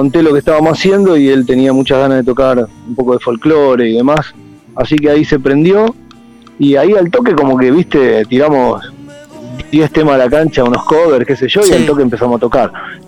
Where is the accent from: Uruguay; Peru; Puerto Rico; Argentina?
Argentina; Ciudad Evita, Buenos Aires Province; somos todos de Ciudad Evita, básicamente, ahí para barrios de daños, pero para decirlo más rápido, somos todos de ahí